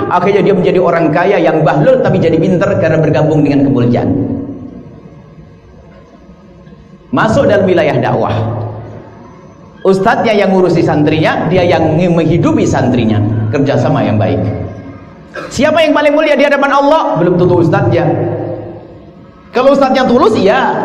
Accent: Cirebon, West Java, Indonesia; Saya dari Cirebon ke Singkawang.

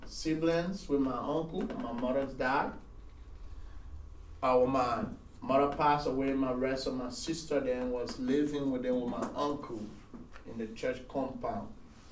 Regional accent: Nigeria; So when I came from Nigeria with a zeal and an energy, so we started a prayer

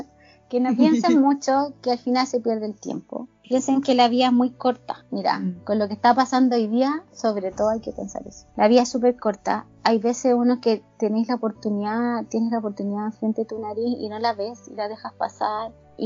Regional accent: Chile; soy chilena, llegué recién

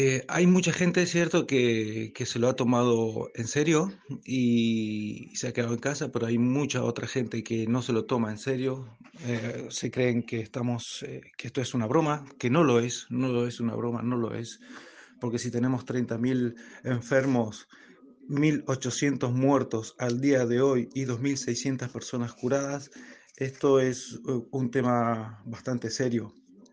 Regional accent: San José, Mendoza, Argentina; now in Valencia, Spain; yo soy un mendocino de San José que llevo 13 años viviendo en Valencia.

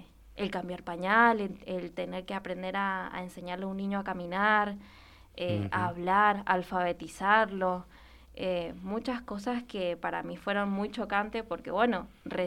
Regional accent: Colonia, Uruguay; Soy de Colonia, Corralito.

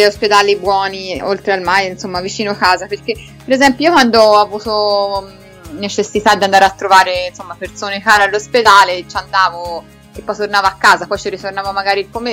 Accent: Florence, Tuscany, Italy; veramente una cosa di cui vado fiera da fiorentina

